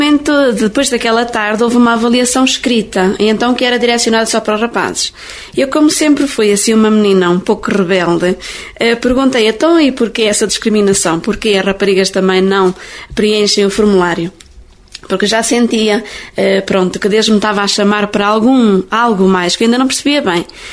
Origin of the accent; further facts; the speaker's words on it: Leiria, Portugal; Eu sou de Leiria, diocese de Leiria, da paróquia de Monte Redondo.